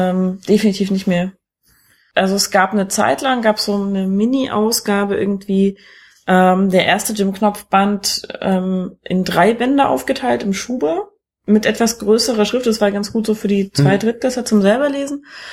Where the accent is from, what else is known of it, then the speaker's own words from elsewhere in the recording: East Germany, Germany; Ich komme halt aus dem Osten.